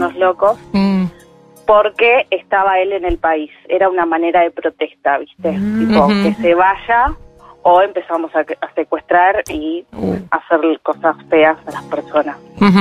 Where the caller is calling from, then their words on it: Buenos Aires, Argentina; De San Telmo.